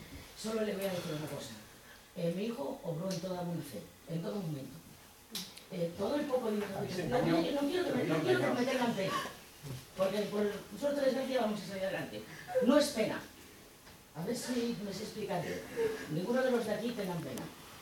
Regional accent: Laredo, Cantabria, Spain; Quizás es la primera vez en mi pueblo que me siento querida

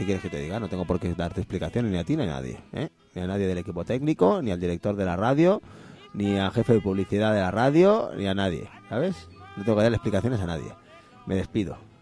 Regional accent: Catalonia, Spain; Mi presente, yo soy catalán.

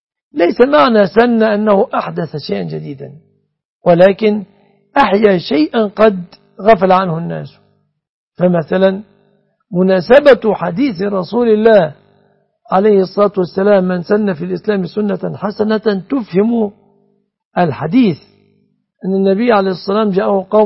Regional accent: Egypt; بلادنا مصر

